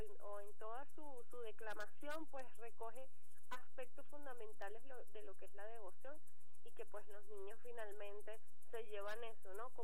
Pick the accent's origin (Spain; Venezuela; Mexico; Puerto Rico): Venezuela